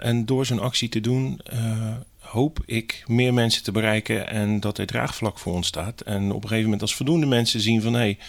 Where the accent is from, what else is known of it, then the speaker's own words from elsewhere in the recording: Hellevoetsluis, South Holland, Netherlands; Ik kom uit Helvoetsluis. Ik ben gewend aan water en natuur om me heen.